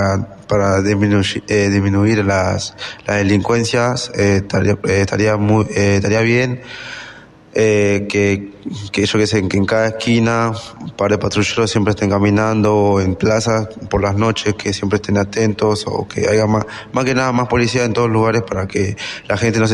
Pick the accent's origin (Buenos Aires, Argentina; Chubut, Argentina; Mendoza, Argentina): Buenos Aires, Argentina; Venimos del Parque Avellaneda, somos de la Estación Floresta, un par de cuadras